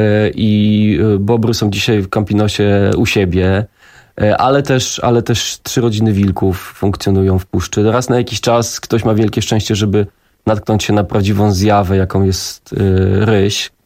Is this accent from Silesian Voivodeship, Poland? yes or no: no; Warsaw, Masovian Voivodeship, Poland; bo jestem warszawiakiem